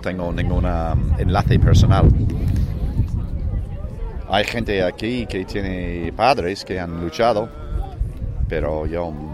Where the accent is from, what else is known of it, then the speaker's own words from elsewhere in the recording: Ireland; Spanish is a second language; Soy de Irlanda.